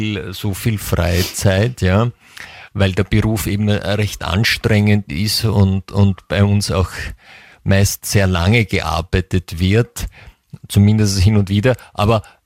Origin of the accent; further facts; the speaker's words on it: France; German is a second language; ich bin ja Französin